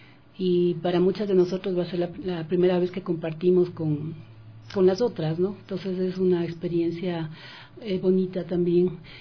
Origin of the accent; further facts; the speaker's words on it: Quito, Pichincha, Ecuador; las que estamos involucradas en el proyecto, que somos quiteñas, como ya dije